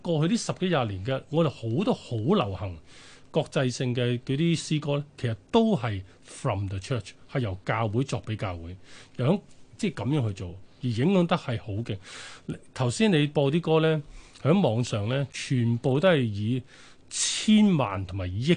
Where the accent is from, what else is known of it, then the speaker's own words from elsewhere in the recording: China; 但係我中國人咧就偏向就超保守啦